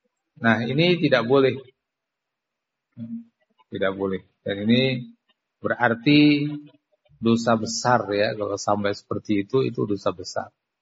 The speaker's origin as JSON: {"language": "Indonesian", "region": "Java", "country": "Indonesia", "said": "Ya, kita orang Jawa"}